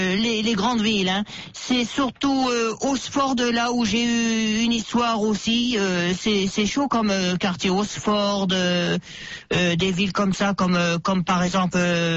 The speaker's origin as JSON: {"language": "French", "town": "Paris", "region": "Île-de-France", "country": "France", "tie": "born or raised there", "said": "Eh ben je suis né à Paris dans le 13e arrondissement. Je suis un Parisien."}